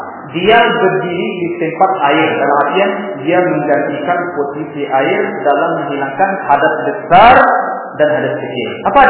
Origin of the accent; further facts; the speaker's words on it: Medan, North Sumatra, Indonesia; Baknya sebab-bab orang-orang di kampung kami di Medan ya.